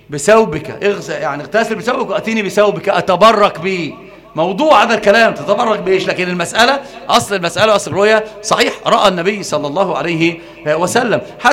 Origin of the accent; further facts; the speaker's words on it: Alexandria, Alexandria Governorate, Egypt; لا انا مش معوق، انا اسكندراني.